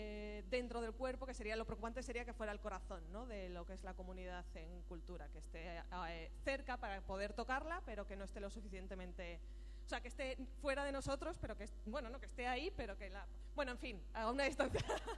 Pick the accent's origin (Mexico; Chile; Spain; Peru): Spain; Aragon; Soy de Aragón, entonces para que se me note.